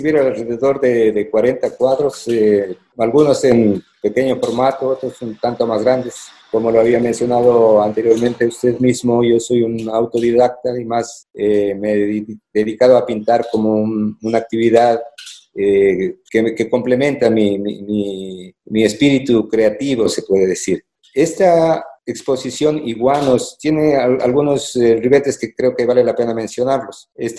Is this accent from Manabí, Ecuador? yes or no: no; San Gabriel, Carchi, Ecuador; now in Galápagos, Ecuador; Comencé en San Gabriel, mi tierra natal.